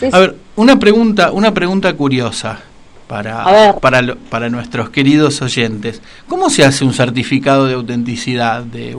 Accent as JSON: {"language": "Spanish", "town": "Rosario", "region": "Santa Fe", "country": "Argentina", "tie": "born or raised there", "said": "un artista y galerista de Rosario, mi ciudad natal."}